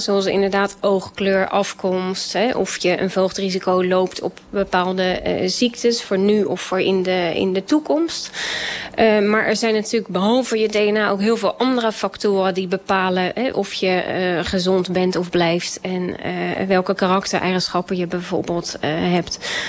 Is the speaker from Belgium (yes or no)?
no; Rotterdam, South Holland, Netherlands; ik als Rotterdammer, maar ook als Feyenoord-fan